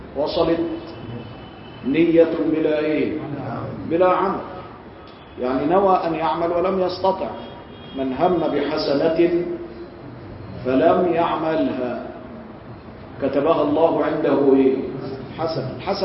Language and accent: Arabic; Egypt; أنا قاصد عندنا في مصر بيقول لك حاجة كويسة